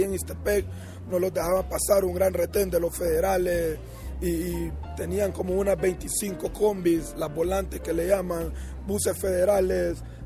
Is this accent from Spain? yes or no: no; Honduras; Yo soy de Honduras … de Honduras, 100% catracho